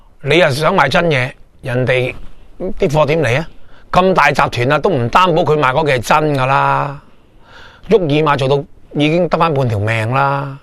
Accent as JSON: {"language": "Cantonese", "country": "Hong Kong", "said": "我香港人喺嗰度搵一柜落嚟"}